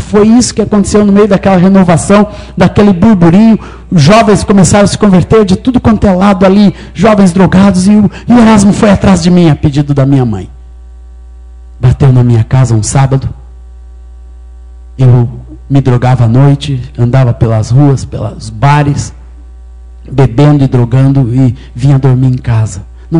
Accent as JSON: {"language": "Portuguese", "region": "Minas Gerais", "country": "Brazil", "tie": "born or raised there", "said": "E eu sou mineiro, nasci em Minas Gerais no ano de 1958. Tenho 48 anos. E minha mãe era evangélica, meu pai judeu, ateu"}